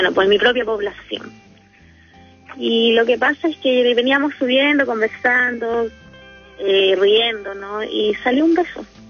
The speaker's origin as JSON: {"language": "Spanish", "town": "Viña del Mar", "region": "Valparaíso", "country": "Chile", "said": "Y soy de Viña del Mar."}